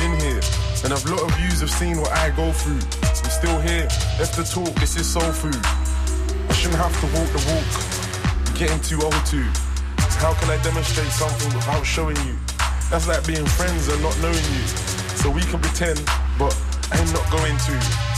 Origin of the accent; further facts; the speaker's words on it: London, United Kingdom; E14. I'm from East Side, London.